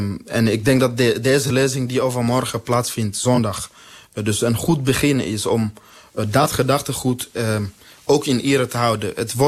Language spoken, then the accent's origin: Dutch; DR Congo; Dutch is a second language; Mensen uit Congo, waar ik vandaan kom, maar ook de SADC-regio en andere landen, gaan daar omdat het relatief economisch goed gaat.